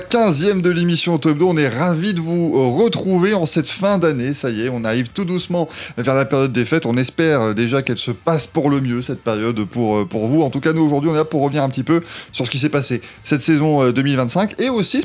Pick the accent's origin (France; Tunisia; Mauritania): France; Et nous, forcément, en tant que Français, ça nous a peut-être pas paru si fou.